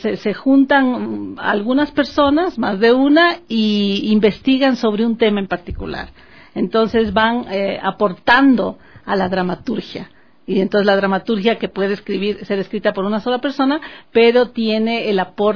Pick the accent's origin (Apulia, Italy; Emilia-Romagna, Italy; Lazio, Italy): Lazio, Italy; Rome; moved away as an adult; now in Ecuador; volvimos a Roma, porque es el centro, la sede de la FAO, y yo me quedé viviendo en Roma hasta los 18 años, que vine a buscar mis raíces acá al Ecuador, a estudiar lingüística.